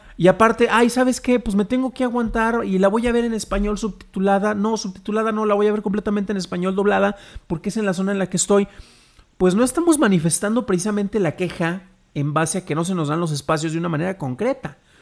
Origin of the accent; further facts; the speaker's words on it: Mexico; les estoy diciendo a ustedes, aunque yo también soy mexicano